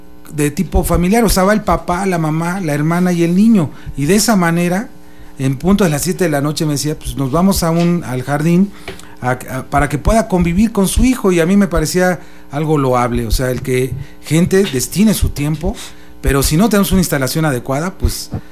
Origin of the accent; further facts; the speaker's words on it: Monterrey, Nuevo León, Mexico; Y también yo, que vengo de Monterrey, pues allá la gente sale a divertirse, a pasear, a practicar deporte después de las 9 de la noche